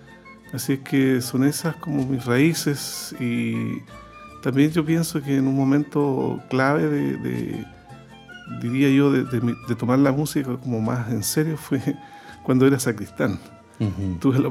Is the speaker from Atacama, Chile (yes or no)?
no; Concepción, Biobío, Chile; Yo soy penquista de tomo y lomo. esto pasó en la parroquia de mi barrio, en Pedro del Río, Sañartu, en Concepción.